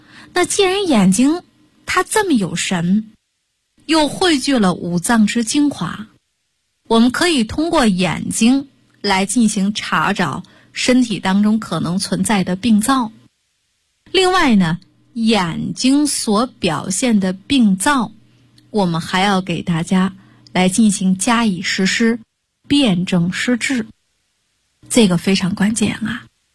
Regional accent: Shandong, China; 我们山东人管这样就叫魔怔

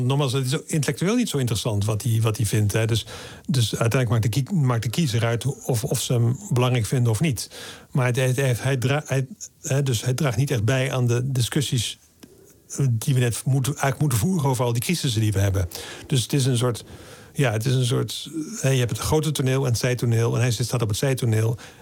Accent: Middelburg, Zeeland, Netherlands; also born or lived in Vlissingen; Ik ben geboren in Vlissingen, in Zeeland. Ik ging naar school in Middelburg. Dat was een christelijke school.

